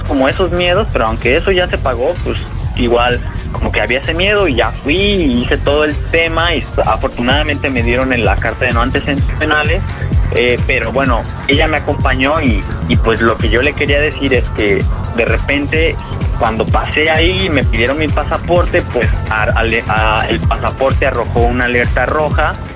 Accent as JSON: {"language": "Spanish", "country": "Mexico", "said": "soy un chico mexicano que viajo en bicicleta"}